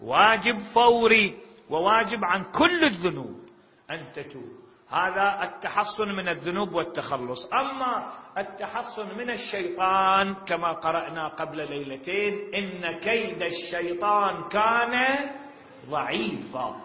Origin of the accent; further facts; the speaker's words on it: Iraq; يعني هنا إذا تمطر عندنا بالعراق من تمطر 4 ساعات 5 نبتلي على أعمارنا